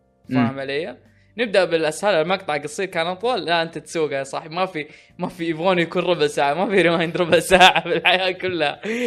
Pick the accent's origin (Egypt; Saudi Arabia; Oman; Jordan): Saudi Arabia; ما اقول عشان اني سعودي يبين الحين ان انا متحيز